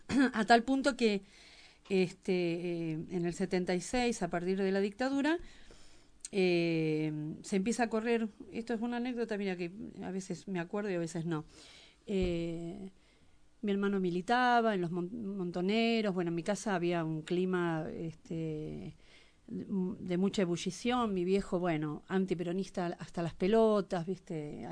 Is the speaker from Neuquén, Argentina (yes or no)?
no; Ramos Mejía, Buenos Aires Province, Argentina; yo me crié en Ramos Mejía, que es un barrio del Gran Buenos Aires. O sea que soy porteña, acá me llaman porteña, pero en realidad soy una nacida y criada en un barrio.